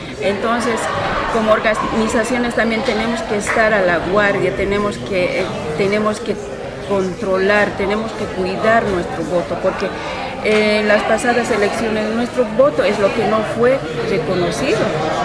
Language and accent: Spanish; Bolivia; Sí, yo vengo desde Bolivia